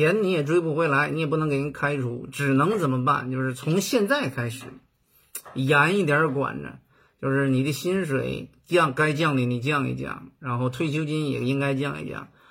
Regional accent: Northeast China, China; 因为我是东北的，对吗？

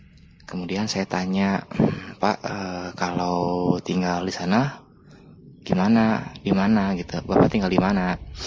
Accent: Bandung, West Java, Indonesia; Karena saya asli orang Bandung

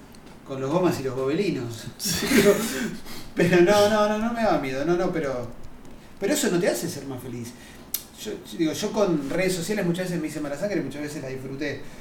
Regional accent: Buenos Aires, Argentina; Yo soy un bicho porteño, pero porteño grosso, como bien de cemento, todo

